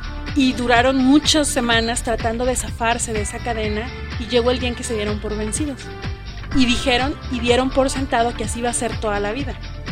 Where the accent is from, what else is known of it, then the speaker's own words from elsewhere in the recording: Mexico; nosotros mismos subvaloramos nuestro talento, nuestro ingenio y a nosotros como mexicanos